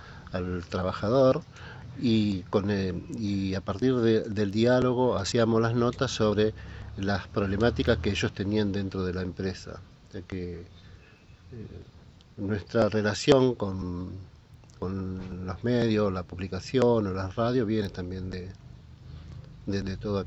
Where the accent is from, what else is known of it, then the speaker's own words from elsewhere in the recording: Santa Fe, Argentina; moved away as an adult; now in Buenos Aires, Argentina; yo soy del norte de Santa Fe y voy a vivir a Buenos Aires cuando tenía 19 años